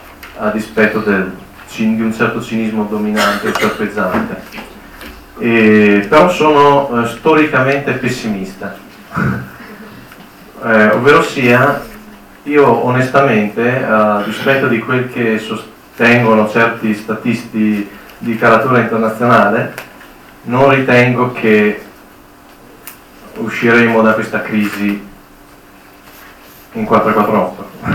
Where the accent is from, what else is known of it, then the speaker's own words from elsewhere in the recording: Trentino-Alto Adige, Italy; Perché sono trentino e serviva qualcuno del luogo.